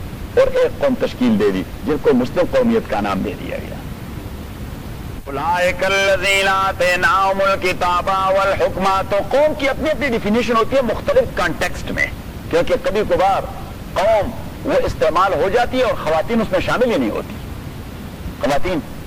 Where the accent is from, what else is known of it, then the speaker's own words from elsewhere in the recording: Khyber Pakhtunkhwa, Pakistan; میں سرحد سے ہوں میں بھی لکھتا ہوں